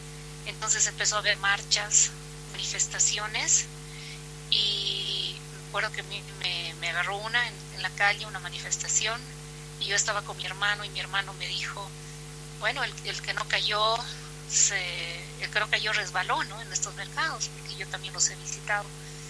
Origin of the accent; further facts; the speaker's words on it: Cochabamba, Bolivia; yo soy de Cochabamba.